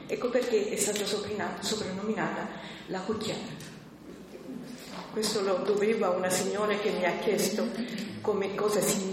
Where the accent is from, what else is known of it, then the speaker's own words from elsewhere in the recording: Sicily, Italy; moved away; io vengo dalla Sicilia. Dite voi come si è accorta. Bisogna dire che io sono andata via dalla Sicilia nel 52, quindi è un periodo abbastanza lungo, e non sono più tornata.